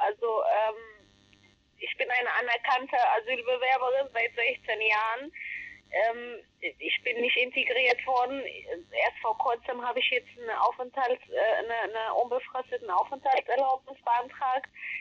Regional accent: Ethiopia; now in Germany; Ich habe einen blauen Pass, ich darf nicht zu meiner Heimat zurück. Ich kann überall hin und nicht in meine Heimat.

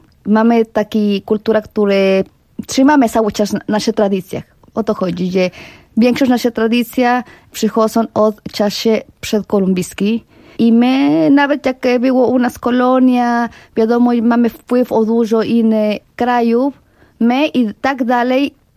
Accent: Puebla, Mexico; Polish is a second language; also born or lived in Veracruz; Ja urodziłam się w Veracruz, to jest na Zatoce Meksykańskiej, chociaż mieszkałam całe życie w Puebli. Dlatego ja zawsze mówię, że jestem z Puebla.

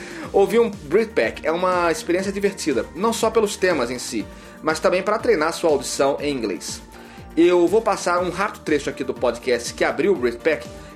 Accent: Brasília, Federal District, Brazil; Eu sou uma exceção à regra, sou de Brasília.

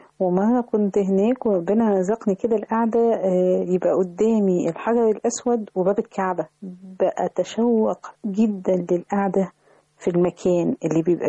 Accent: Egypt; أنا روحت أماكن كتير داخل مصر، ولكن الواحد بيخجل إن إحنا كمصريين بنهمل أحيانا إن إحنا نطلع جولات سياحية

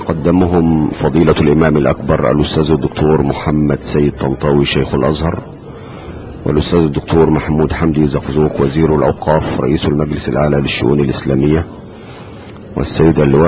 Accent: Egypt; كمسلمين نعيش مع إخواننا المسيحيين، نعيش جميعا كمصريين مواطنين فوق هذه الأرض

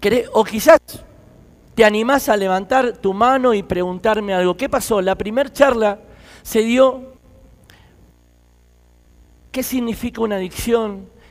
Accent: Argentina; soy de Argentina. Estoy muy agradecido a Dios por el tiempo que me ha permitido estar aquí en Colombia.

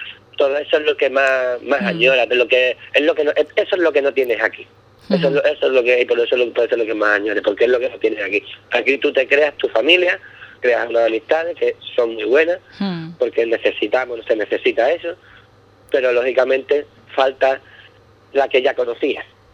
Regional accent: Ubrique, Andalusia, Spain; now in Scotland, United Kingdom; yo verdaderamente confío y amo a mi pueblo más que nada, porque aquí en Escocia ya Ubrique lo conoce muchísima gente

